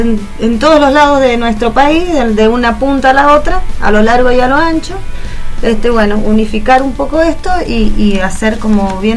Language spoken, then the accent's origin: Spanish; Mendoza, Argentina; en representación no en representación de nadie, como mendocino.